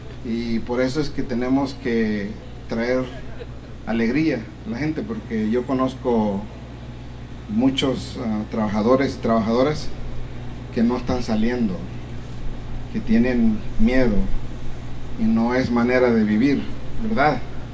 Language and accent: Spanish; El Salvador; yo soy salvadoreño y ya estoy viejo. Viví, joven. Viví todo el tiempo que pasó la guerra en El Salvador